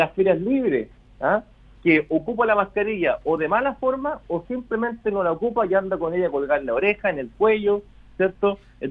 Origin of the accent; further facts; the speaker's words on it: Chile; yo creo que los chilenos somos el 100% muy fe